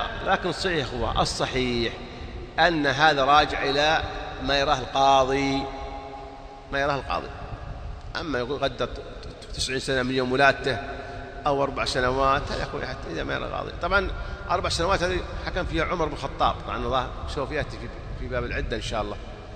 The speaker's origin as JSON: {"language": "Arabic", "country": "Saudi Arabia", "said": "يوزعون الإفتاء عندنا في السعودية"}